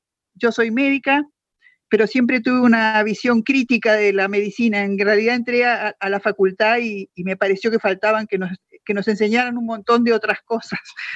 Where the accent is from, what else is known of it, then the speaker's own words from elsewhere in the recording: Argentina; generar otro tipo de ser humano que nos merecemos como argentinos